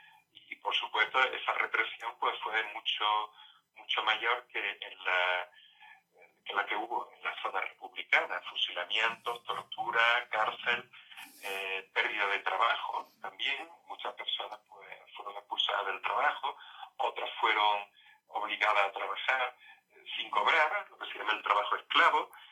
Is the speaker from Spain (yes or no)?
yes; Torrox, Andalusia, Spain; Yo recuerdo el caso de un señor de mi pueblo